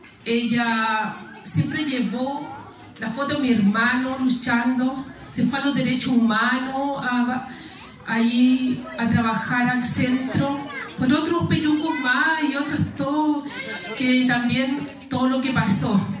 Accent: Peñalolén, Santiago Metropolitan, Chile; un cambio rotundo en la familia y en todo aquí Peñarolén, Lormida. Nosotros somos del Río de Abajo, Villa Yungay.

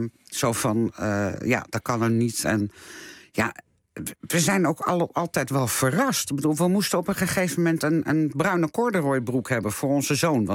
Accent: Amsterdam, North Holland, Netherlands; now in Rotterdam, Netherlands; Ik kom oorspronkelijk uit Amsterdam.

